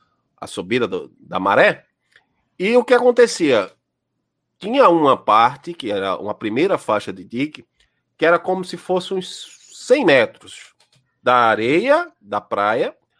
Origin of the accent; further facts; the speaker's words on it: Janga, Pernambuco, Brazil; Lá na minha juventude, eu morava lá no Nordeste, eu morava no Janga.